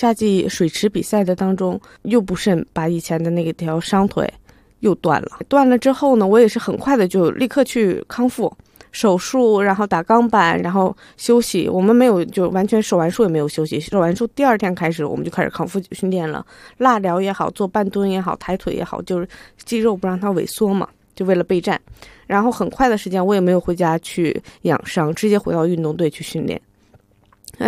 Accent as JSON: {"language": "Chinese", "country": "China", "said": "我是中国人，我希望能为中国做贡献"}